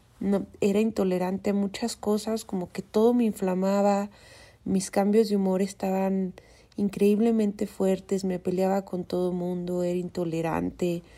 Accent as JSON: {"language": "Spanish", "region": "Durango", "country": "Mexico", "tie": "born there", "said": "no sé si es porque nací en Durango, que es un estado un poco más conservador"}